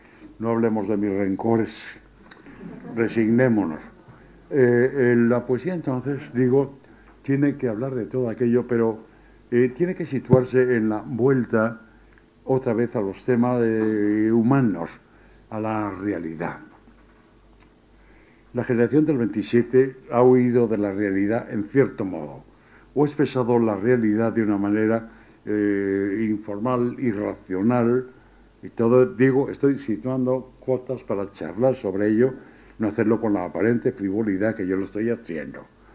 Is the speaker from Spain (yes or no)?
yes; Spain; ¿Cómo somos los españoles? Pues bajitos y morenos.